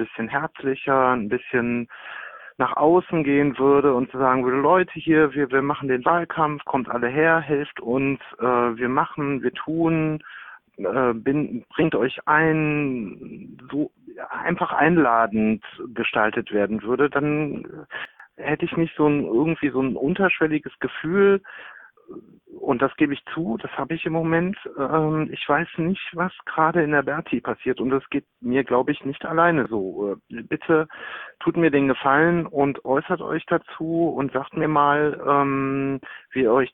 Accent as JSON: {"language": "German", "town": "Düsseldorf", "region": "North Rhine-Westphalia", "country": "Germany", "said": "gerade so auch als Düsseldorfer."}